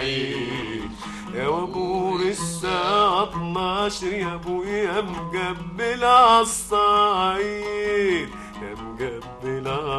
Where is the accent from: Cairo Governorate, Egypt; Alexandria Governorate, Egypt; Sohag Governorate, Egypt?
Sohag Governorate, Egypt; Al-Harazat al-Gharbiya; also born or lived in Port Said; أنا من الحرازات الغربية مديرية سوهاج